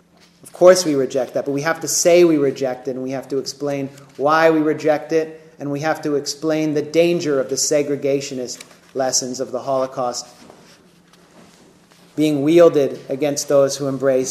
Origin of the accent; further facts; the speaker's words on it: United States; I was able to go because I'm an American Jew and a credentialed journalist.